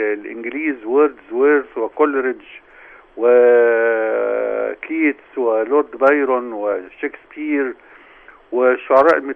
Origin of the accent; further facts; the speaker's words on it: Damanhur, Beheira, Egypt; طبعا في بلدتي في دمنهور